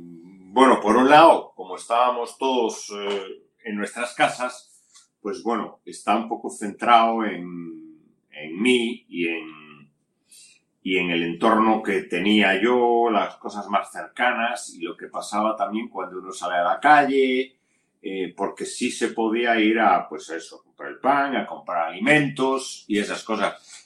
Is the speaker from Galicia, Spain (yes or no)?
yes; Galicia, Spain; hay un par de tiras que están hechas sobre las fiestas de mi pueblo que se celebran en Galicia